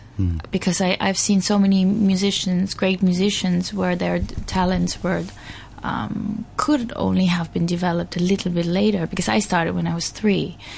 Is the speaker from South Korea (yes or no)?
yes; South Korea; also born or lived in Germany; Well, I'm Korean. I'm Korean, but I was born in Germany.